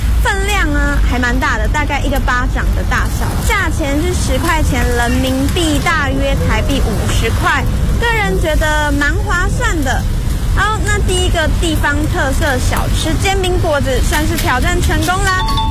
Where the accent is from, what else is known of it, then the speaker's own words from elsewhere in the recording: Taiwan; 我是来自台湾